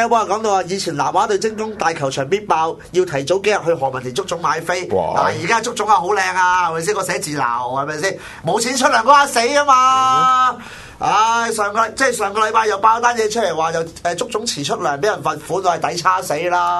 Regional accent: Hong Kong; 其实我哋作为香港球迷，作为一个香港人

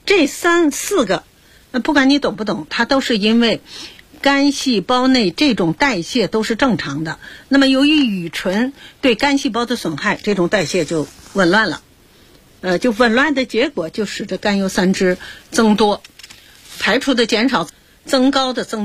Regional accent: China; 还有一个就是我们中国人呢，这个酒精性脂肪肝也是非常非常多的

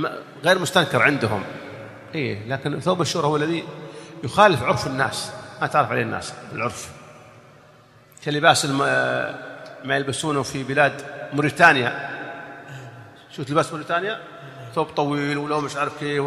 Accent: Saudi Arabia; يعني نحن عندنا في السعودية إذا لبست الإزار

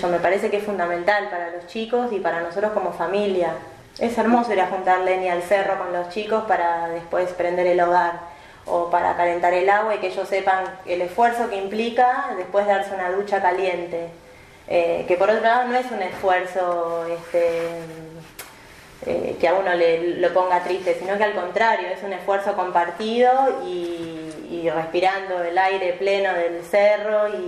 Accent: Tandil, Buenos Aires Province, Argentina; yo nací acá en Tandil y quizá mis recuerdos más lindos de la infancia tenían que ver con el campo.

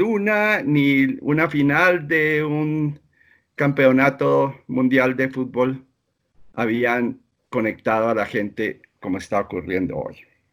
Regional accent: Colombia; Como sociólogos colombianos hemos querido adelantar opiniones

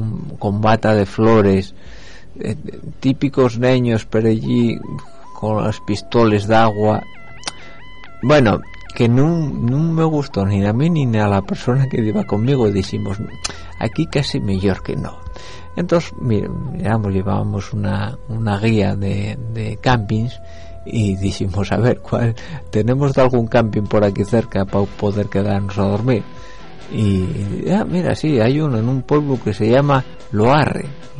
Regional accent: El Franco, Asturias, Spain; al mi pueblo, hombre, para el concello del Franco.

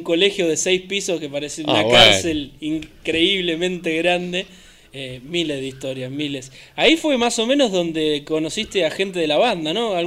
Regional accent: Mar del Plata, Buenos Aires Province, Argentina; Yo también soy de Mar del Plata.

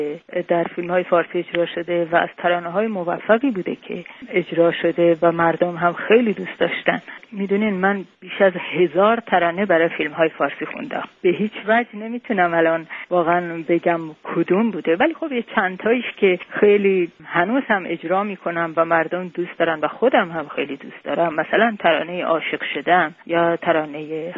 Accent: Tehran, Tehran Province, Iran; born there; moved away as an adult; من در تهران متولد شدم.

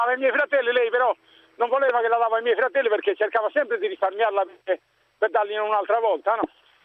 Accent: Sardinia, Italy; io vengo dalla Sardegna

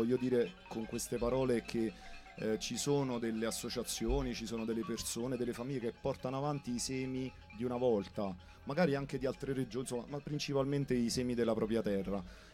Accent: Campania, Italy; io vengo dalla provincia di Salerno

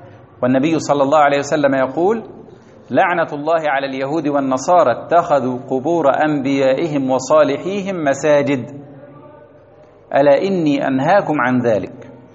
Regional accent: Egypt; وكان في مولده رؤوس الصوفية في بلدتنا في مصر

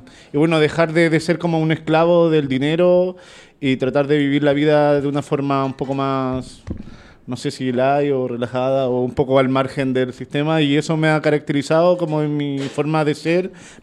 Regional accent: Chile; soy chileno, 37 años, casado, felizmente.

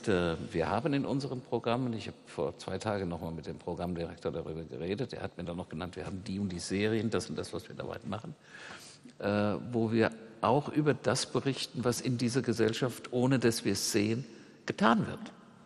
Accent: Limburg an der Lahn, Hesse, Germany; Ich komme aus Limburg an der Lahn und telefoniere mit meiner Familie, meiner Schwester und Freunden und so und war erst noch mal da. Das ist eine Kleinstadt, die ist sehr intakt.

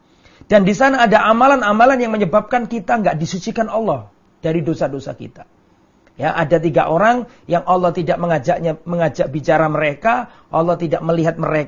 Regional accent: Lamongan, East Java, Indonesia; saya kembali ke kampung, ke desa saya Lamongan misalnya

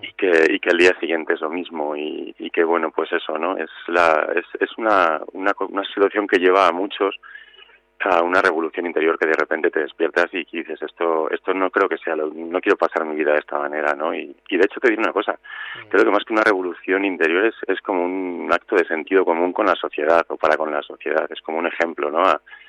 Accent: Zamora, Castile and León, Spain; also born or lived in Barcelona; vendí todas mis cosas de que trabajaba en Barcelona, aunque soy de Zamora y tal

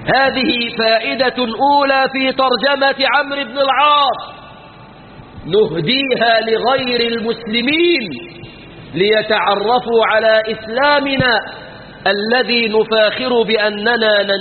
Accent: Egypt; في بلادنا مصر

